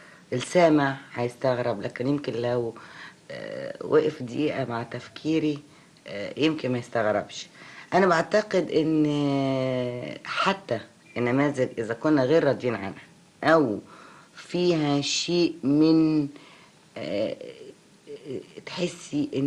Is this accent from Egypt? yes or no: yes; Egypt; فأنا مواطنة مصرية أولا وأخيرا